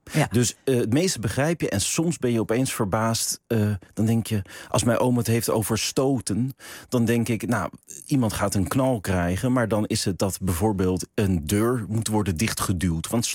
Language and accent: Dutch; The Hague, South Holland, Netherlands; Als mensen aan mij gingen vragen, waar kom je vandaan? Dat ik dan heel erg, dat ik al zei, ik kom uit Den Haag.